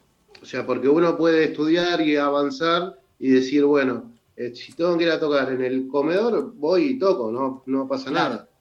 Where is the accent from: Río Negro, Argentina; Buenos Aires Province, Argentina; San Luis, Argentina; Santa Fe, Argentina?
Buenos Aires Province, Argentina; Guernica; now in San Vicente, Argentina; yo soy de Guernica, pero los años han hecho que nos fuéramos prácticamente para San Vicente.